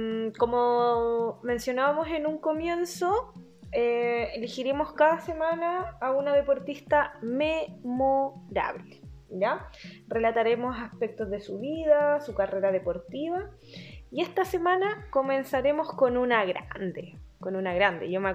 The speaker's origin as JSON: {"language": "Spanish", "town": "Santiago", "region": "Santiago Metropolitan Region", "country": "Chile", "said": "Acá la gente santiaguina, bueno, yo soy santiaguina."}